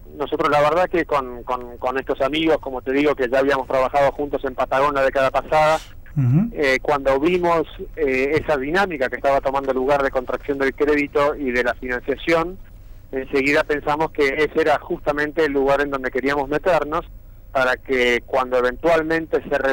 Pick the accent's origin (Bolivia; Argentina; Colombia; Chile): Argentina; now in Miami, United States; Así es, soy argentino.